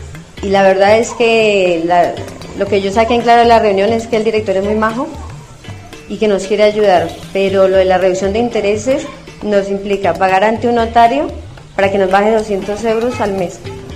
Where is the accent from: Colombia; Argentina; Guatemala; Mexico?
Colombia; moved away as an adult; now in Spain; en nuestros países, bueno, yo soy de Colombia